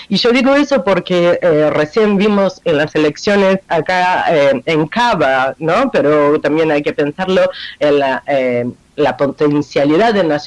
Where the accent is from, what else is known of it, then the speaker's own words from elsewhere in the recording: Brazil; Spanish is a second language; now in Argentina; no solo porque vivo acá y soy brasileña